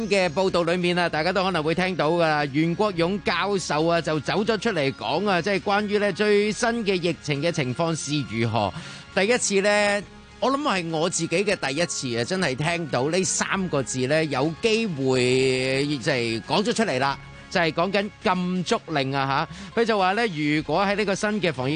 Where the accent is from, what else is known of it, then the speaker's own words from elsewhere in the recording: Hong Kong; 香港由我哋香港人自己去救啊！